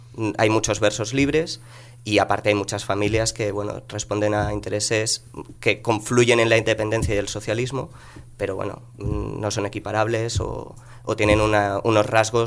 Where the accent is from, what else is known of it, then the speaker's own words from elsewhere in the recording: Barcelona, Catalonia, Spain; yo hablo de Barcelona y Barcelona es un monstruo a nivel como Madrid. Entonces, yo soy de Nou Barris